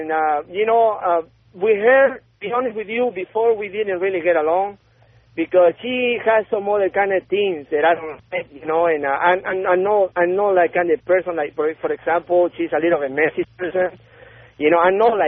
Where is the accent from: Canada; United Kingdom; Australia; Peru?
Peru; English is a second language; now in United States; I'm from Peru, man.